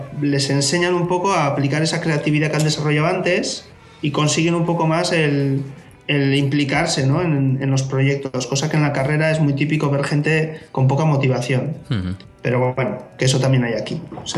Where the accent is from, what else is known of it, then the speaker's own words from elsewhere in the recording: Basque Country, Spain; now in Aalborg, Denmark; Igual para nosotros que venimos de España no tanto, aunque en Euskadi también son caros los pisos